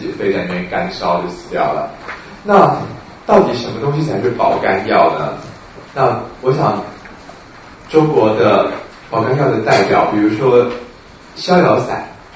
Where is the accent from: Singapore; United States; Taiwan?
Taiwan; 就像当时我们台湾人发现 B 型肝炎